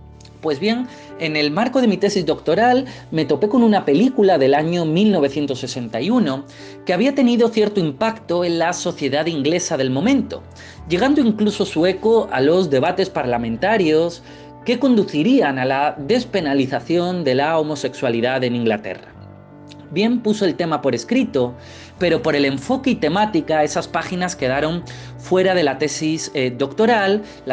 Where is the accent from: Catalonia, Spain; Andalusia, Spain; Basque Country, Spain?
Andalusia, Spain; Torremolinos; Yo soy de Torremolinos, ese pueblo con tanta historia, más que la de Sol y Playa y las Suecas, ese pueblo tan encantador de la Costa del Sol malagueña.